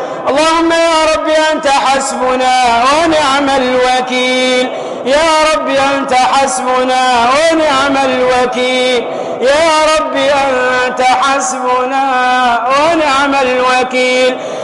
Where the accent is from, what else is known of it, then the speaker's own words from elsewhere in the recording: Tunisia; احفظ بلدنا تونس يا أرحم الراحمين